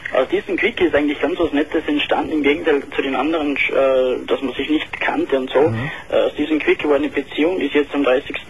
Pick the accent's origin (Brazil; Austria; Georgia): Austria; Ich bin ein Österreicher, das hört man vielleicht ein bisschen.